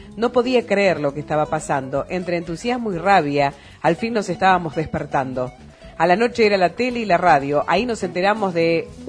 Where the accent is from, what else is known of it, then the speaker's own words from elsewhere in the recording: General Roca, Río Negro, Argentina; Soy de Roca, en la provincia de Río Negro.